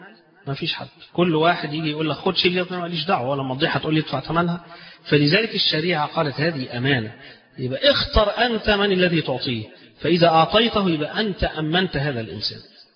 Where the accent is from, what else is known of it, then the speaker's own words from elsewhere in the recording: Egypt; طبعا احنا كمصريين بنحب الفسيخ وناكل الفسيخ